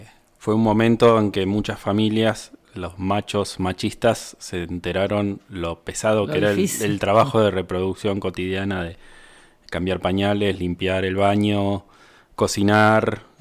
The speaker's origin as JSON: {"language": "Spanish", "region": "La Pampa", "country": "Argentina", "said": "Yo soy de La Pampa, eso no lo dije, que estudié en la Universidad de La Pampa"}